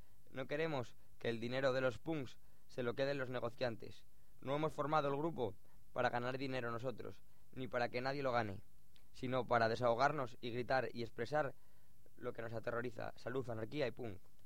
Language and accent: Spanish; Avilés, Asturias, Spain; en Avilés, que es donde, de donde soy